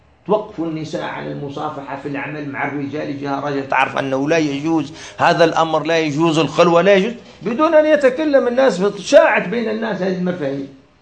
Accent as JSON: {"language": "Arabic", "country": "Algeria", "said": "أنا عشت في الفترة بداية كما يسموها عندنا في الجزائر بداية العودة إلى التمسك بالدين في المجتمع الجزائري"}